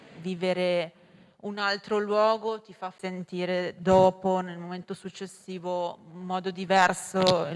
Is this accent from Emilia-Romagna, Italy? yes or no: yes; Bologna, Emilia-Romagna, Italy; vengo da Bologna.